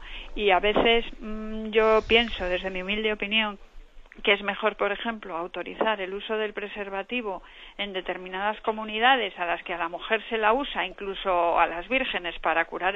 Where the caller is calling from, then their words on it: Santander, Cantabria, Spain; de Santander.